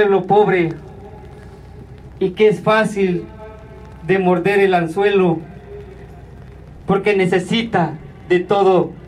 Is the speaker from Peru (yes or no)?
no; Mexico; Somos mexicanos y no nos vamos a prostrar ante los pies de cualquier presidente.